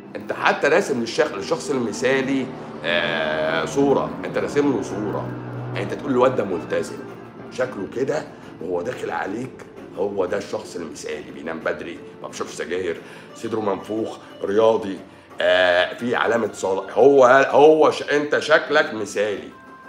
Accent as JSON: {"language": "Arabic", "country": "Egypt", "said": "عندنا في مصر"}